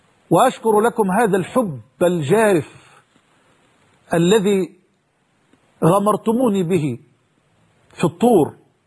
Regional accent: Egypt; وأسأل الله سبحانه وتعالى أن يحفظ بلدنا مصر

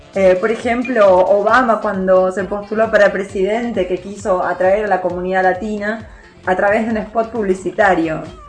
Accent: Kuala Lumpur, Malaysia; soy de Kuala Lumpur, desde donde estamos transmitiendo.

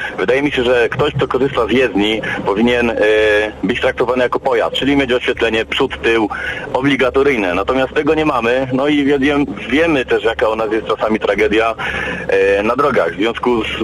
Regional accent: Silesian Voivodeship, Poland; Ja ogólnie pochodzę ze Śląska. Dość spora aglomeracja. Dużo tego jest tu używane.

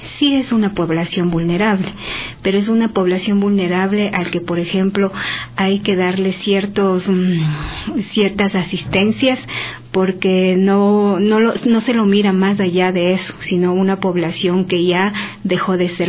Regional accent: Ecuador; como delegación ecuatoriana

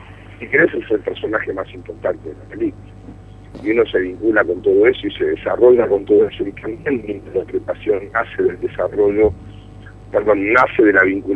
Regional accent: Buenos Aires, Argentina; yo como espectador porteño tengo pocas chances de ver cine francés

